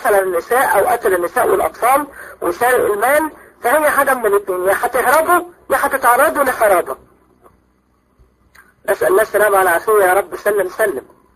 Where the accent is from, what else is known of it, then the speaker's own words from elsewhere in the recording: Egypt; عندنا في مصر